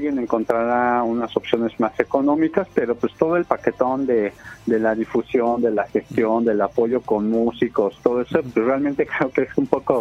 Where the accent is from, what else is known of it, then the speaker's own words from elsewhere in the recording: Mexico; a veces traemos como mexicanos la costumbre de que lo queremos gratis